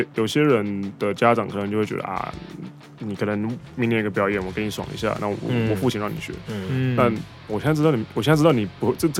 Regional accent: Taiwan; also born or lived in United Kingdom; 他们第一个反应都是直觉说你是哪里人？台湾人。然后加上我的身份证后面背面出生地是写英国。

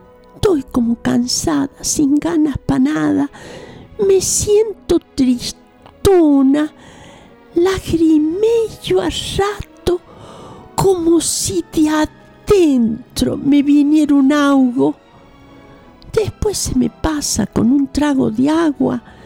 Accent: Capilla del Monte, Córdoba, Argentina; Imagínate lo que es hablar para mí de mi pueblo.

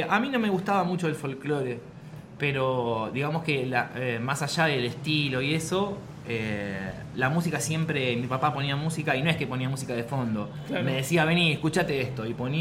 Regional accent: Bahía Blanca, Buenos Aires Province, Argentina; born there; now in Buenos Aires, Argentina; yo nací en Bahía Blanca. Me vine a vivir a Bernal a los 19 años.

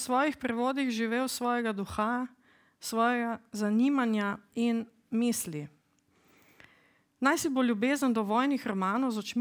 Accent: Maribor, Drava, Slovenia; ker sem kot otrok prečepela dneve v pionirske knjižnici v Mariboru

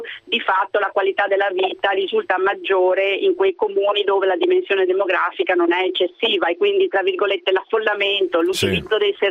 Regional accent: Padua, Veneto, Italy; Io sono padovana e quindi è una città che è stata esclusa in realtà da questa graduatoria.

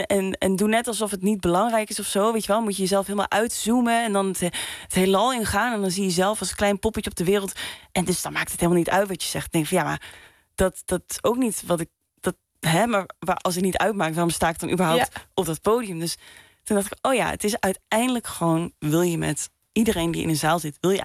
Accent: Limburg, Netherlands; Ik kom uit Limburg, dus dan, 5 jaar eerder stond ik daar voor het eerst kijken naar bandjes.

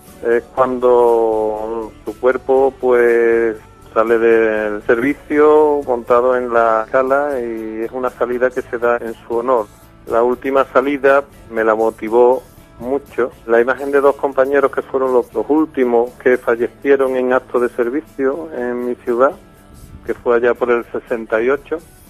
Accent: Seville, Andalusia, Spain; soy un enfermero sevillano que, bueno, he desarrollado mi labor profesional en el Ayuntamiento de Sevilla

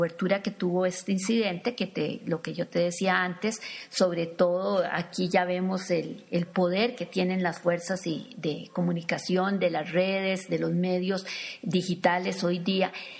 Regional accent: Costa Rica; tal vez para nosotros como costarricenses decimos

